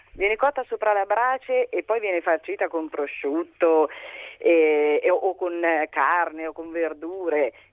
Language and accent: Italian; Perugia, Umbria, Italy; Io sono perugina, quindi la torta al pesto è tipica di Perugia.